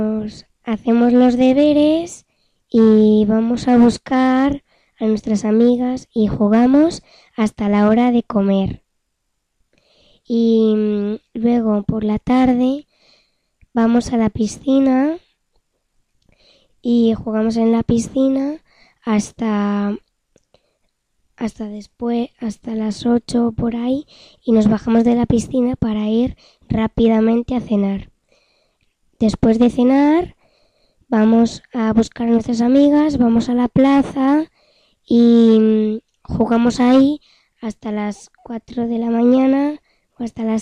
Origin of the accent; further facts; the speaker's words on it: Aragon, Spain; y luego también he estado en mi pueblo que está por Huesca